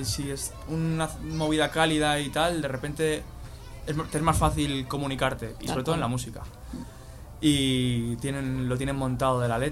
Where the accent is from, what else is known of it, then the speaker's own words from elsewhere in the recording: Spain; accent: Castilian; tengo acento castellano, evidentemente, no parezco nativo